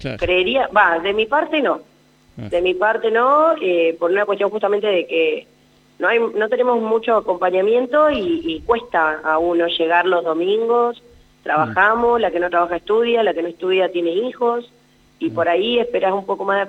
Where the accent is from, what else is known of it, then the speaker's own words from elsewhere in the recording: Anguil, La Pampa, Argentina; now in Santa Rosa, Argentina; después soy de Anguil, jugué mucho tiempo en Anguil.